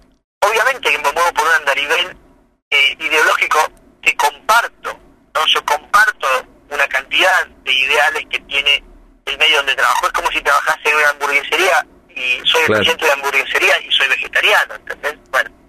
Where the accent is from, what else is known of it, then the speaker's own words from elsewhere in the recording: Santa Rosa, La Pampa, Argentina; Yo nací en Santa Rosa, nací en el 70, así que tengo 49 años, y viví toda mi infancia y mi adolescencia ahí. Fui a la escuela 2, en la escuela pública